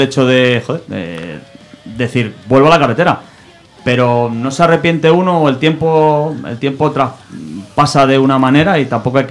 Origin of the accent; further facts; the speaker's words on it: Madrid, Community of Madrid, Spain; yo me crié aquí en Madrid.